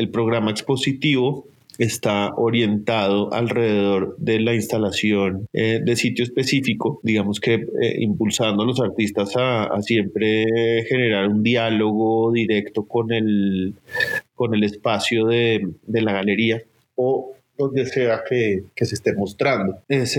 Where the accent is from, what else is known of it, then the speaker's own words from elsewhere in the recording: Bogotá, Colombia; Tengo 35 años. Soy arquitecto de la Universidad de los Andes. Nací en Bogotá, donde he vivido toda mi vida.